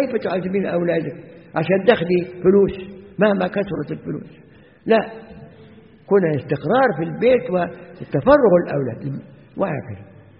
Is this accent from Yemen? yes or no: no; Egypt; now in Zawiya, Libya; وعندنا في مصر ساعات بعض النساء الخرافيات تيجي ساعة الجمعة